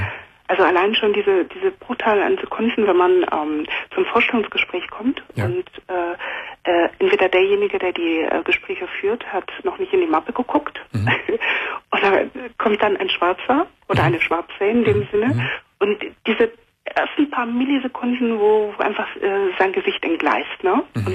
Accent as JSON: {"language": "German", "country": "Germany", "tie": "born or raised there", "also_born_or_lived": "Cameroon", "said": "Also ich bin in Kamerun geboren und bin mit 5,5 Jahren nach Deutschland gekommen. Mhm. Meine Mutter war mit einem Deutschen verheiratet und seitdem bin ich hier."}